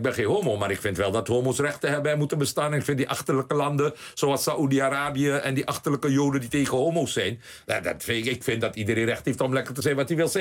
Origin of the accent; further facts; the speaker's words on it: Suriname; now in Netherlands; Ik kwam in Suriname. Iedereen lachte me uit, want ik ging terug naar Suriname.